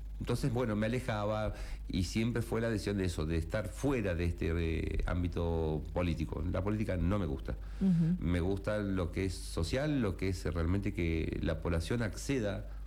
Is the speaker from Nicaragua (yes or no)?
no; Comodoro Rivadavia, Chubut, Argentina; now in Merlo, Argentina; Vengo de Comodoro Río de Chubut, hace casi 11 años que estoy en Merlo, enamorado de Merlo San Luis.